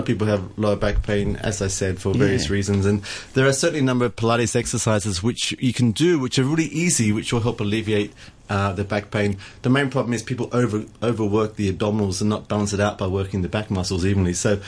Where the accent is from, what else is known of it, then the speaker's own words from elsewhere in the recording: Sydney, New South Wales, Australia; there is actually a shop in Australia now, in Sydney, in my hometown